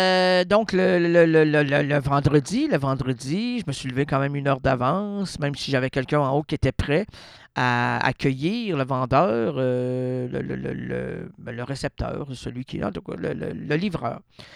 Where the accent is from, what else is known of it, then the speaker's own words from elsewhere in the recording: Quebec, Canada; Non, on est français au Québec, là. On est francophone au Québec.